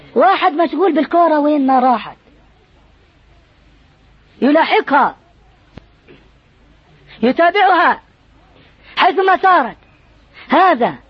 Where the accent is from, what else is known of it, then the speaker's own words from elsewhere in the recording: Jordan; احنا عندنا في الأردن منازل